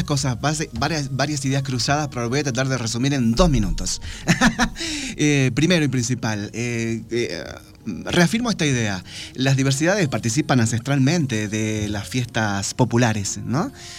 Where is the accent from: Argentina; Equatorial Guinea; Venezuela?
Argentina; Tartagal, Salta; born there; en las comunidades que circundan la ciudad donde yo nací, en Tartagal.